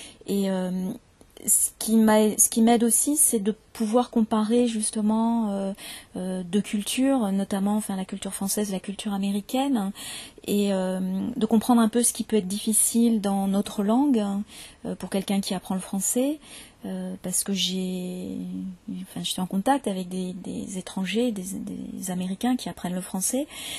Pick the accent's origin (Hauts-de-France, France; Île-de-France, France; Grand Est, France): Île-de-France, France; Paris; born there; accent: standard French; now in Marseille, France; Vous entendrez un accent plutôt comme le mien, parce que moi je suis née à Paris et je me suis installée à Marseille il y a une quinzaine d'années. Donc mon accent a un petit peu changé, mais globalement c'est quand même un accent très standard.